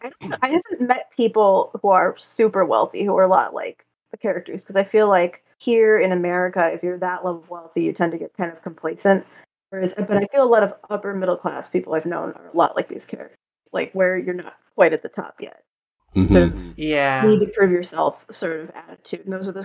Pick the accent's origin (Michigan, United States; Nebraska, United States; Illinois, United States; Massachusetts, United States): Michigan, United States; Detroit; And I'm from Detroit.